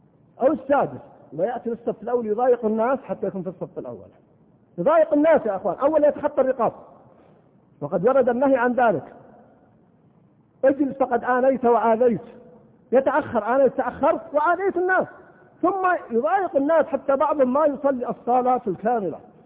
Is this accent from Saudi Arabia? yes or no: yes; Al-Qassim, Saudi Arabia; طبعا عندنا في القصيم أنا ما أدري هو موجود في بعض المناطق أو لا